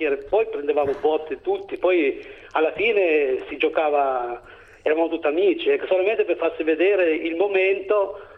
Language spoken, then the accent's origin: Italian; Calabria, Italy; born there; Calabria, Vibo Valentia.